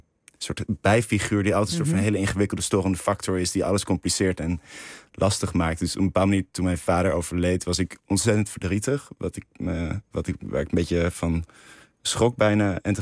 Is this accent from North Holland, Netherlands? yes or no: no; Rotterdam, South Holland, Netherlands; ja, dat was het te onrustig in Rotterdam, waar ik vandaan kom.